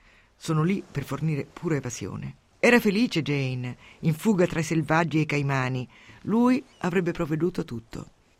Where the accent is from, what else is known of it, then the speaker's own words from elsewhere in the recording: Umbria, Italy; born there; Io sono nata in Umbria e sono una donatrice molesta. Dove sono nata è il dono importante.